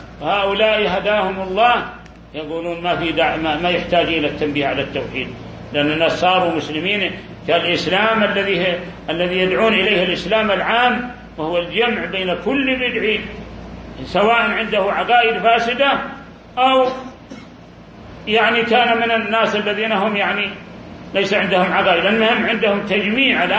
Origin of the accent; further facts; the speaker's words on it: Saudi Arabia; في بلادنا المملكة العربية السعودية